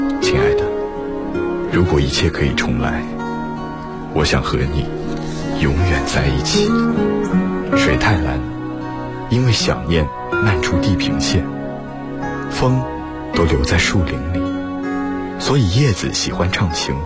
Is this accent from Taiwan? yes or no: no; Jinhua, Zhejiang, China; 我来自浙江金华，我是一名在校大学生。